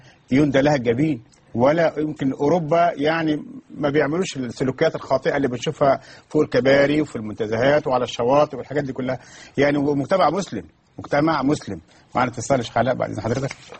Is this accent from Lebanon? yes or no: no; Upper Egypt, Egypt; عندنا في الصعيد في الجنوب